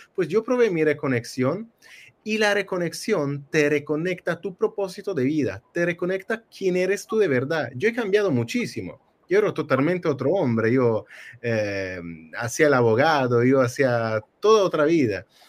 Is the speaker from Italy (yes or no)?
yes; Italy; Spanish is a second language; Bueno, yo soy italiano, soy perdonado.